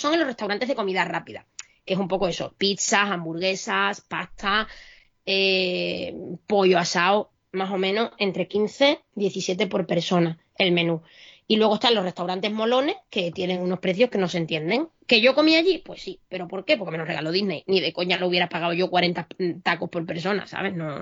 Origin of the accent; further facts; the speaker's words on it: Spain; A ver, ¿sabes que soy española? Que eso es mi sello de identidad.